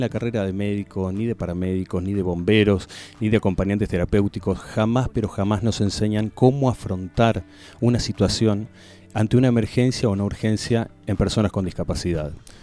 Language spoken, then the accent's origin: Spanish; Capilla del Monte, Córdoba, Argentina; cerrarlo en Capilla del Monte. Mi pueblo, mi cuartel, ¿no?